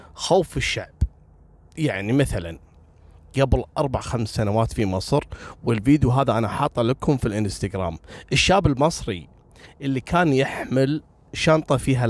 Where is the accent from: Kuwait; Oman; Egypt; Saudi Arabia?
Kuwait; اليوم بقول لكم قصة غريبة حصلت عندنا في الكويت تقريبا قبل 7 سنوات